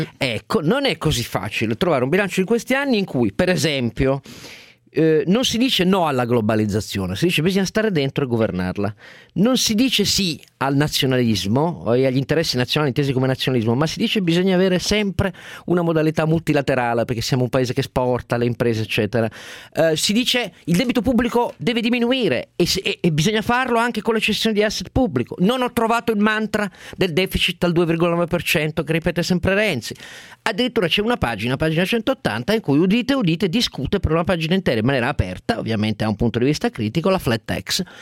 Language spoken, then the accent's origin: Italian; Turin, Piedmont, Italy; sono torinese, quindi Fassino è stato anche il mio sindaco, come cittadino della città